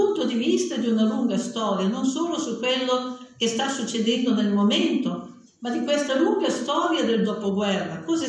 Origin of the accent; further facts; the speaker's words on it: Parma, Emilia-Romagna, Italy; moved away as an adult; Io vengo da Parma, città delle barricate